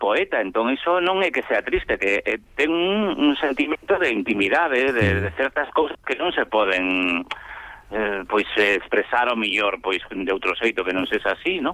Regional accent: Galicia, Spain; do noso ser, e sobre todo do noso ser como galegos

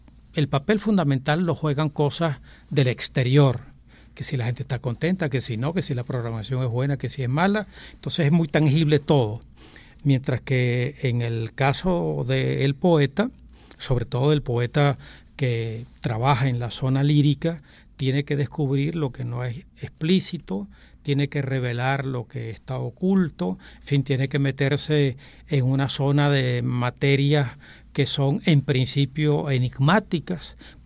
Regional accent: Venezuela; also born or lived in Portugal; Yo nací en Portugal, soy un inmigrante infantil para Venezuela, el año de 1947, y fue algo así como 3 meses de mar.

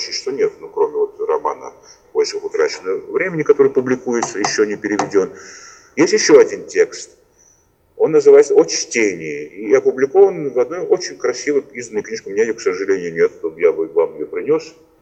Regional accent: Tbilisi, Georgia; почему по случайности библиотечных потоков в моем родном городе Тбилиси, именно когда я учил английский язык

